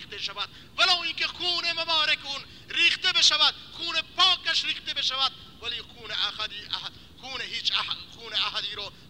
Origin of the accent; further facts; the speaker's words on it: Iran; مگر ما که مال ایرانیم، ما ایرانیم، ما در سایه نظام اسلامی داریم زندگی میکنیم